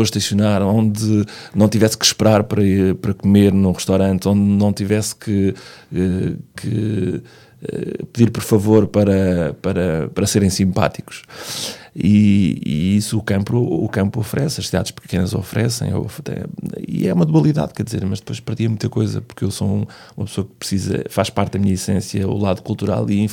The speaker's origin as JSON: {"language": "Portuguese", "town": "Valpaços", "region": "Norte", "country": "Portugal", "tie": "born or raised there", "said": "saí de Valpaços, em Trás-os-Montes, quando acabei o secundário, já não havia mais"}